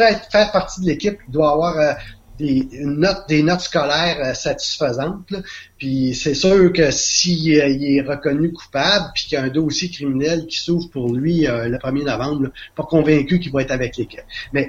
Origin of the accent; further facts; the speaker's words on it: Quebec, Canada; C'est un joueur qui, chez nous au Québec, là, à 15 ans, il démontrait une puissance incroyable.